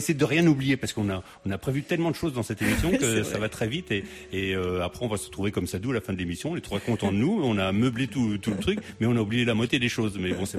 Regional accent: Portugal; il y a aussi une fierté, parce que moi je suis portugais.

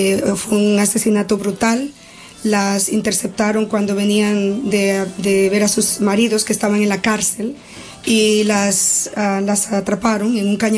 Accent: Dominican Republic; Son de mi país, yo soy dominicana

